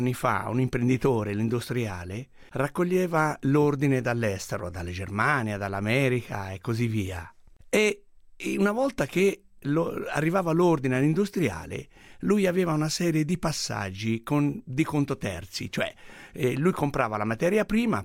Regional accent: Prato, Tuscany, Italy; Io ormai ho 62 anni, tanti anni fa sono nato a Prato e come tutti i pratesi facevano stoffa, o in filatura, o in tessitura, o in orditura, ma io la mia origine è proprio di Prato

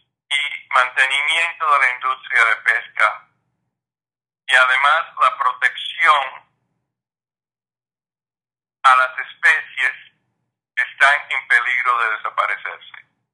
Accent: Cuba; now in New Orleans, United States; soy un nativo de Cuba y vivo en Nueva Orleans hace 50 años.

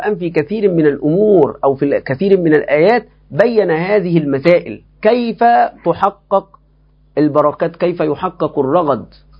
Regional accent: Egypt; لكن بالنسبة لنا كمصريين نحن في فتن عظيمة

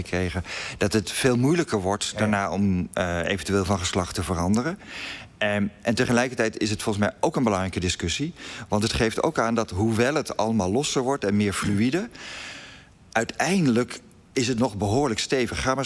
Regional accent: Netherlands; We denken heel vaak, wij zijn liberaal, wij zijn modern, wij zijn Nederlanders en we zijn altijd verlicht geweest.

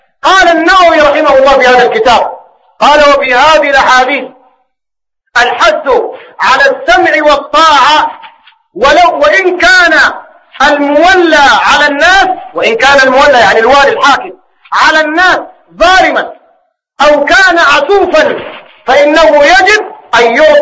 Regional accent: Sudan; زي ما هو الحاصل الواقع عندنا في السودان.

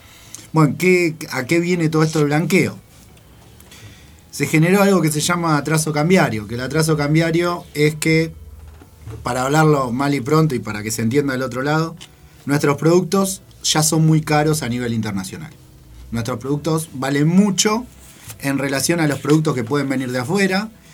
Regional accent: Argentina; nosotros, como productores argentinos, no podemos vender lo que producimos afuera

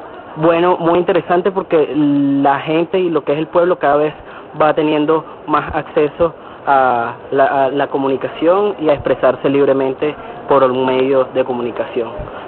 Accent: Venezuela; soy de Venezuela, estoy aquí compartiendo con unos paisanos de ustedes en Canaima

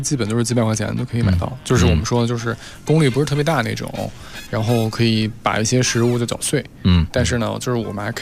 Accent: China

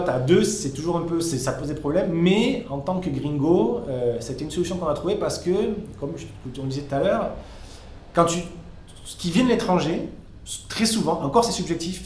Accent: south of France, France; also born or lived in Paris; now in São Paulo, Brazil; Je viens du sud de la France, donc c'est quand même plus proche que ce qui se passe au Brésil, mais j'ai toujours travaillé à Paris

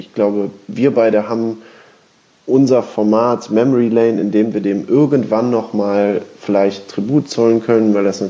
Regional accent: Duisburg, North Rhine-Westphalia, Germany; born there; Ich bin übrigens in Duisburg geboren

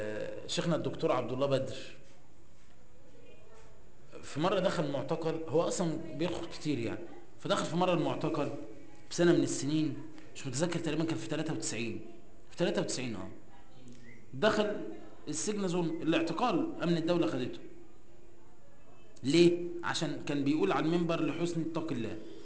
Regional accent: Egypt; هو من عادة المصريين اصلا، احنا كمصريين، اي حد مصري

